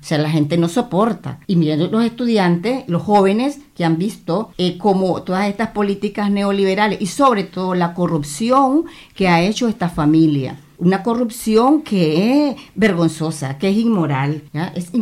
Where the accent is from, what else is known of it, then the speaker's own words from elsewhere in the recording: Nicaragua; de una juventud tan valiosa que es el tesoro que tenemos en mi país.